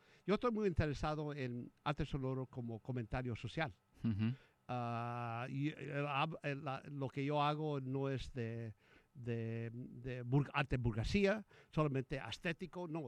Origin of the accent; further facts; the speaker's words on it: Texas, United States; yo soy de Texas. Nací en Texas. Y mi familia es de esa parte de Texas que, donde está McAllen.